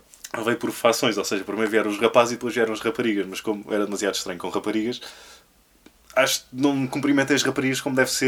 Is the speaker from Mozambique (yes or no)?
no; Évora, Alentejo, Portugal; eu cresci em Évora, Évora só tinha 2 salas.